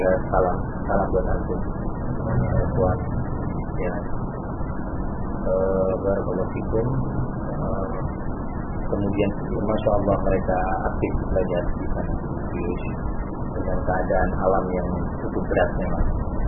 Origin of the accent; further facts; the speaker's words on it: Indonesia; Kita dari Indonesia kurang lebih 30 orang.